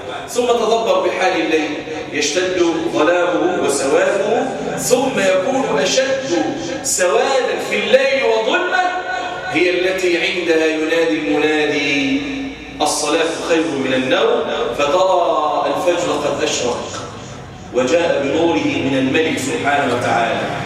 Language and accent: Arabic; Egypt; وأن يجعل بلدنا مصر أمن الأمان سخاء رخاء